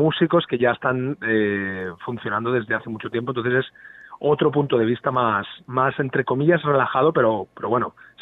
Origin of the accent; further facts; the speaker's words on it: Tarragona, Catalonia, Spain; Claro, porque vivimos en diferentes ciudades. Claro, yo soy de Tarragona y la banda es de Castellón.